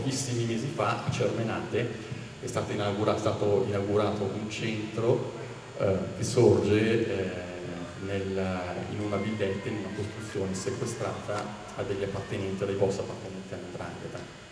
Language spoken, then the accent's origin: Italian; Lomazzo, Lombardy, Italy; io per esempio sono di Lomazzo